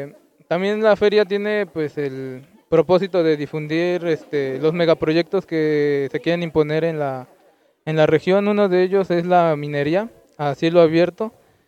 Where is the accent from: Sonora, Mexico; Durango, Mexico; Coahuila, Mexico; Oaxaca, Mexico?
Oaxaca, Mexico; Huajuapan de León; yo soy de Huajuapan de León, Oaxaca.